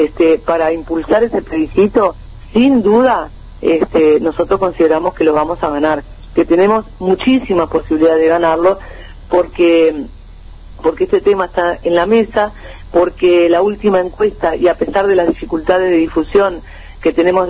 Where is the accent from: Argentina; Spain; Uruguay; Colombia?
Uruguay; nosotros como pueblo uruguayo